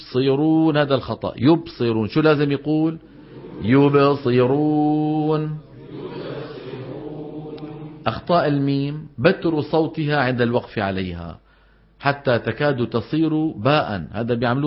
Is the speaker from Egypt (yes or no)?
no; Levant, Syria; هاي بالعاميات عندنا في الشام وفي مصر